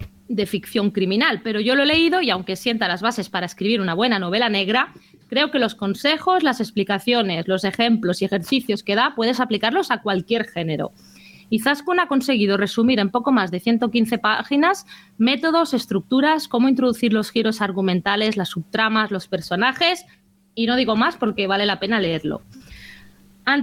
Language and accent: Spanish; Mataró, Catalonia, Spain; accent: Mataró; con mi acento de Mataró